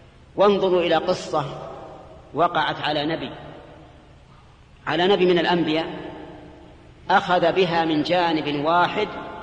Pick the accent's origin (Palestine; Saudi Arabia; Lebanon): Saudi Arabia; الصراع الكلامي الموجود هنا عندنا في السعودية